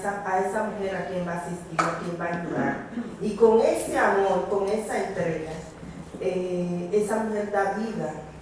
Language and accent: Spanish; Dominican Republic; de la República Dominicana, del Caribe.